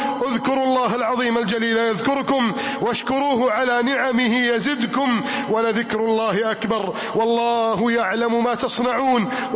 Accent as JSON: {"language": "Arabic", "country": "Egypt", "said": "اللهم احفظ بلدنا مصر، اللهم أعن بلدنا مصر، اللهم ارفع راية بلدنا مصر"}